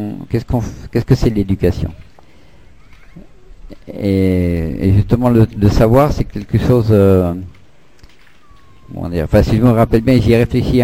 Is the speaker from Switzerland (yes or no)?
no; Grand Est, France; born there; also born or lived in Montpellier; moi je suis né en Lorraine, hein, j'ai passé un CAP de magasinier. Et il n'y a que en Lorraine-Alsace que ça existe.